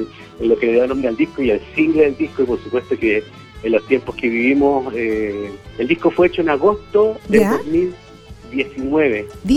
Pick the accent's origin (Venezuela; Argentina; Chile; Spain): Chile; Valdivia, Los Ríos; y yo que somos de Valdivia, así que es una banda sureña